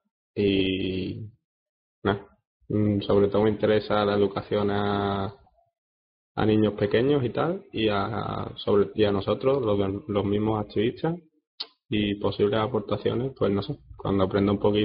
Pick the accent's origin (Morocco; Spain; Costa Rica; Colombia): Spain; Seville, Andalusia; Soy de Sevilla.